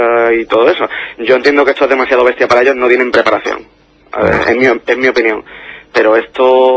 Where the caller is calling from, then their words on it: Málaga, Andalusia, Spain; Sí, sí, soy de Málaga.